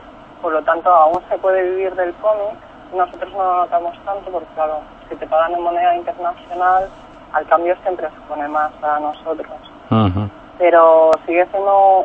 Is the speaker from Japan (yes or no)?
yes; Japan; como yo provengo de Japón y Japón es la cuna, pues sí, me ha dejado huella.